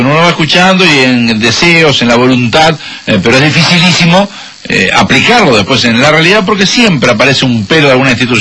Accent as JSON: {"language": "Spanish", "country": "Uruguay", "said": "Somos todos uruguayos."}